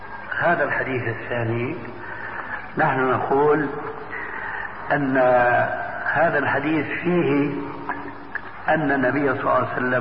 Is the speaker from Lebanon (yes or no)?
no; Syria; وكما يقول عندنا في سوريا نحط رجلينا بماء باردة